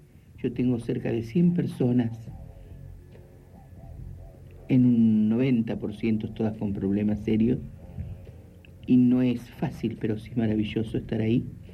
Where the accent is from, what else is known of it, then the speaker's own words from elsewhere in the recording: Concepción del Uruguay, Entre Ríos, Argentina; En Entre Ríos, en Concepción del Uruguay.